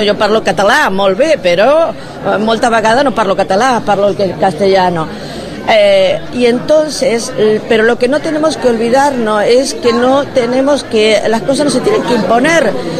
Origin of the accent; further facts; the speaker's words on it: Rosario, Santa Fe, Argentina; moved away as an adult; now in Barcelona, Spain; Yo soy de Argentina, de Rosario.